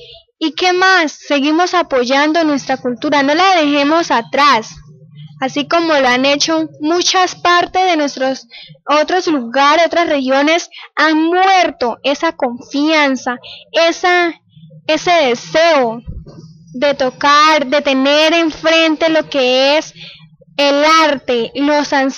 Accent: Cravo Norte, Arauca, Colombia; primera niña de Cravo Norte que va a participar en este evento, me siento muy orgullosa de verdad con mi pueblo

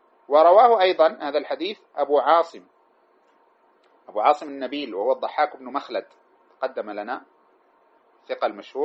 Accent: Sudan; الذي يقرأ عندنا في السودان بروايته

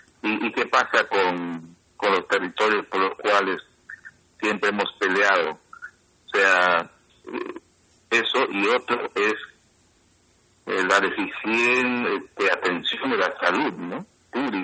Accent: Peru; como peruanos y también como pueblos indígenas

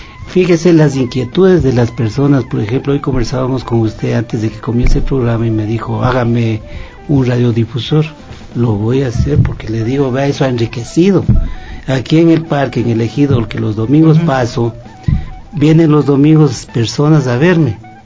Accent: Quito, Pichincha, Ecuador; He vivido toda mi vida en el sur de Quito.

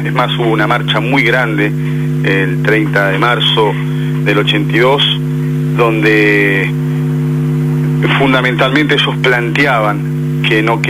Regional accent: Argentina; te felicito y te agradezco como argentino, ¿no?

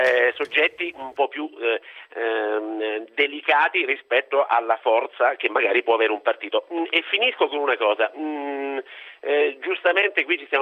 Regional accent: Fabriano, Marche, Italy; sono di Fabriano, vicino, c'è San Francesco d'Assisi

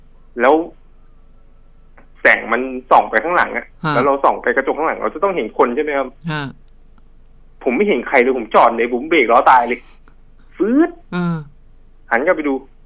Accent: Bangkok, Thailand; คือผมอ่ะเกิดที่กรุงเทพแล้วก็โตที่กรุงเทพมาช่วงหนึ่ง

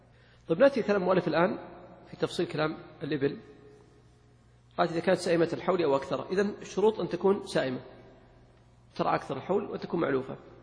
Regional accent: Saudi Arabia; ولكن لو طبقها في الواقع عندنا في السعودية

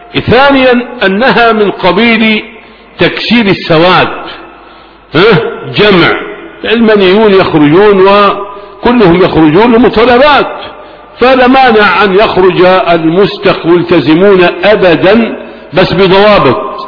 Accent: Egypt; نحن أبناء مصر،

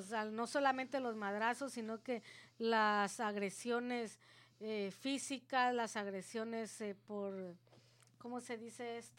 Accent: Guatemala; No, yo soy la chapina.

